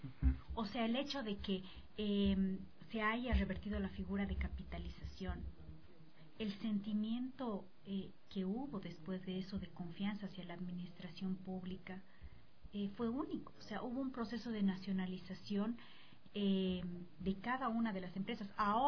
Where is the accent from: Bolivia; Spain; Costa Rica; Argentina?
Bolivia; para nosotros como bolivianos